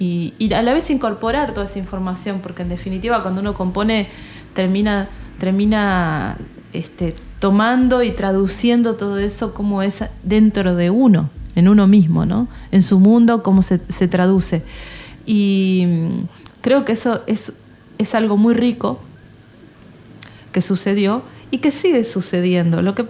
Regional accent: Argentina; en realidad yo soy argentina

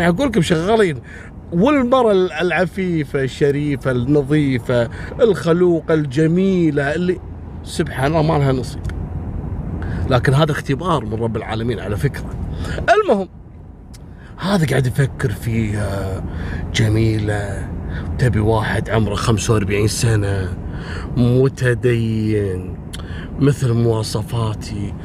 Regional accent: Kuwait; ترى موجودة عندنا في الكويت إلى الآن موجودة

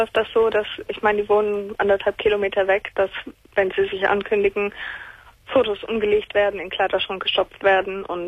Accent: Bavaria, Germany; now in Paderborn, Germany; Sehr christlich. Also, wir kommen eigentlich aus Bayern. Wir sind aufgrund des Berufs meines Vaters nach Paderborn gezogen.

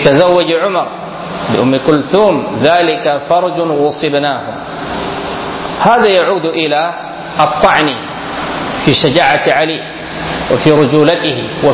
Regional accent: Sudan; فالقوم أثروا في كثير من الناس هنا في بلدنا السودان

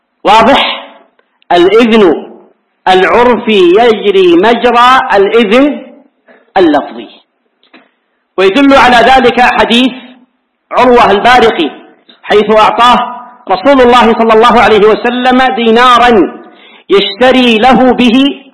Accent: Hijaz, Saudi Arabia; عندنا في الحجاز العيش هو الخبز

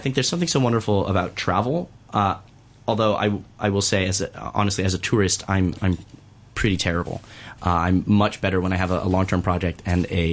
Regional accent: Miami, Florida, United States; And growing up in Miami, that's not the world I lived in. You know, honestly, as a local to Miami, Miami Beach is inconvenient.

